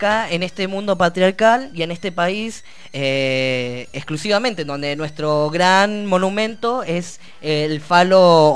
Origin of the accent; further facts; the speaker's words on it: Neuquén, Argentina; Yo vengo del Neuquén, como ya se los comenté